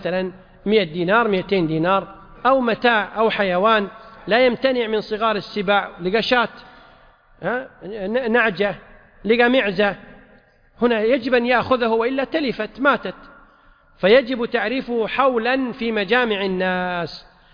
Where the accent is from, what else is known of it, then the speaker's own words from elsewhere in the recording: Kuwait; وعندنا في الكويت